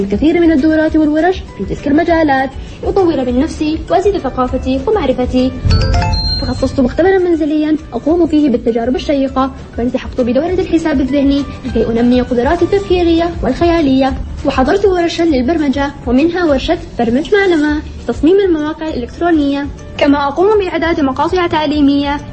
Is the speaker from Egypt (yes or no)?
no; Syria; now in United Arab Emirates; أنا سورية الجنسية ومقيمة في أرض الخير والمحبة دولة الإمارات العربية المتحدة.